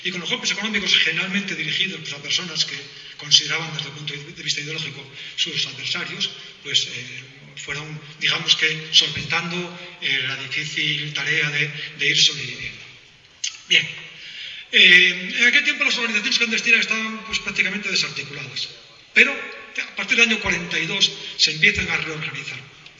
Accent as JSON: {"language": "Spanish", "town": "Ortiguera", "region": "Asturias", "country": "Spain", "said": "como dice mi pueblo, de Ortiguera, de una gran bajamar."}